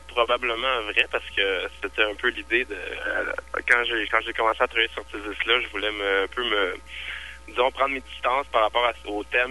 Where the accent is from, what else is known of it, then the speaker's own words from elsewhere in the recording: Quebec, Canada; vu que je suis québécois puis que je suis francophone